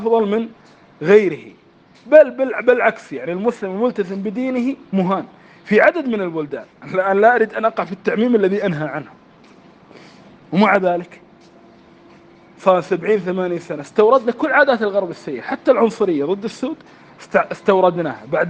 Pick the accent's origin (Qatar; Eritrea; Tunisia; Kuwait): Kuwait; يعني حتى قبل مدة مثلاً عندنا في الكويت اللعبة الديمقراطية